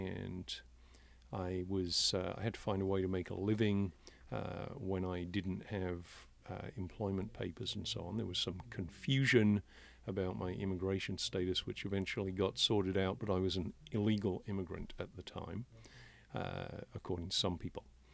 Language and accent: English; England, United Kingdom; also born or lived in Wales; I grew up in England and Wales.